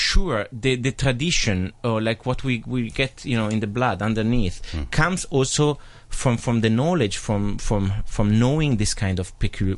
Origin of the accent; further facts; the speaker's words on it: Cremona, Lombardy, Italy; because just you mentioned that I come from Cremona